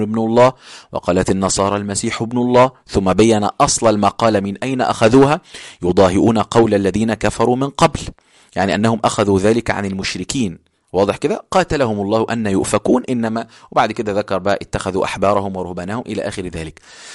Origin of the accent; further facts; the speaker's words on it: Egypt; accent: Egyptian; يعني دي لهجتنا احنا في مصر، ان احنا بنتكلم بسرعه شويه